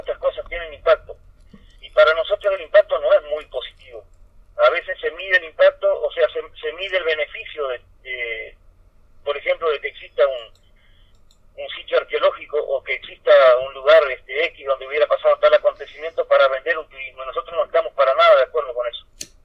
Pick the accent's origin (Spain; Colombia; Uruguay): Uruguay; tenemos que, por lo contrario, tenemos que resurgir, tenemos que mostrar que nuestro pueblo aún sigue luchando y está de pie